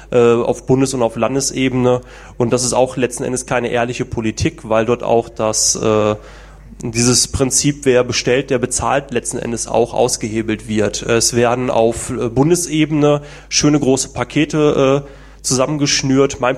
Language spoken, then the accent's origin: German; Essen, North Rhine-Westphalia, Germany; also born or lived in Langenberg; Bin aufgewachsen in Essen